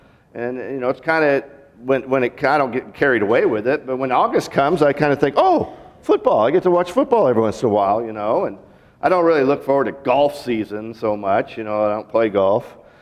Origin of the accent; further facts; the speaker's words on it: Seattle, Washington, United States; now in Arkansas, United States; I grew up in Seattle. There's kind of two seasons, really.